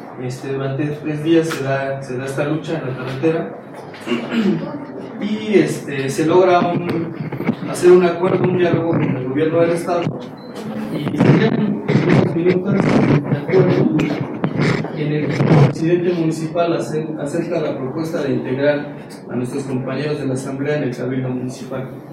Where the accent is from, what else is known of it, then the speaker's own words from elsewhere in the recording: Eloxochitlán de Flores Magón, Oaxaca, Mexico; Nosotros somos miembros de la Asamblea Comunitaria de Locochitlán de Flores Magón, Oaxaca. Está ubicado en la Sierra Mazateca, en los límites entre Veracruz y Puebla.